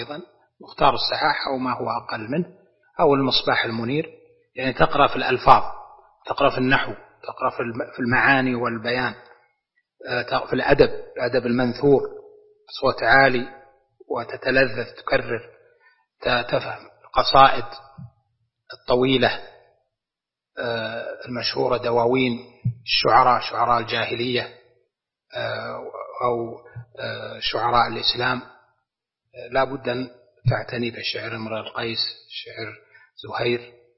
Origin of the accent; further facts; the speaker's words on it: Najd, Saudi Arabia; زي عندنا في نجد المستعملة